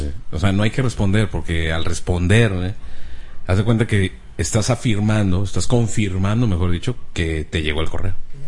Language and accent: Spanish; Monterrey, Nuevo León, Mexico; now in Houston, United States; Soy de Monterrey, pero hace 15 días me vine a vivir a Houston.